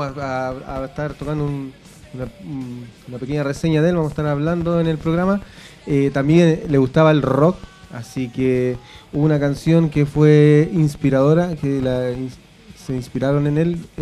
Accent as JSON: {"language": "Spanish", "country": "Chile", "said": "como otro chileno más, estoy sin pega"}